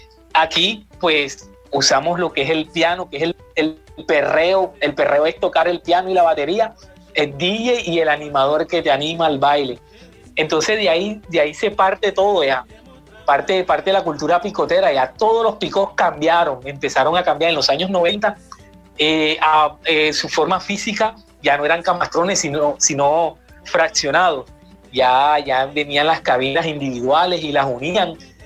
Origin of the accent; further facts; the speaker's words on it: Santa Marta, Magdalena, Colombia; yo soy samario de la ciudad de Santa Marta